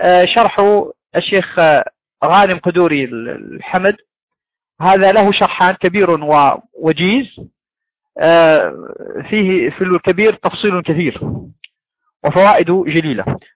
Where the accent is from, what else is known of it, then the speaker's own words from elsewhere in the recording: Morocco; عندنا في المغرب